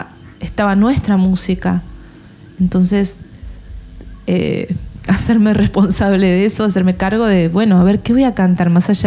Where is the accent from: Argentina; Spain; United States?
Argentina; en realidad yo soy argentina